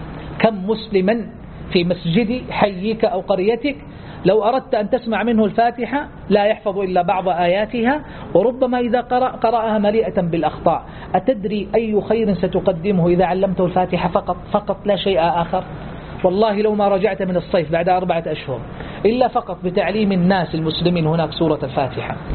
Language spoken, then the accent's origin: Arabic; Saudi Arabia; هي الأطول كما يقولون في تاريخ التعليم عندنا في السعودية منذ سنوات طويلات